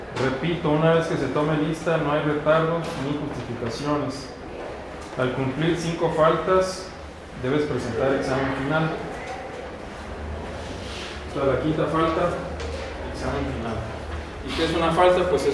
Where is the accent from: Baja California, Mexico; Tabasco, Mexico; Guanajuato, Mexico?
Baja California, Mexico; Mexicali; Yo vengo de Tangamandapio, de Mexicali, Baja California, y aquí sí hace calor, ¿verdad?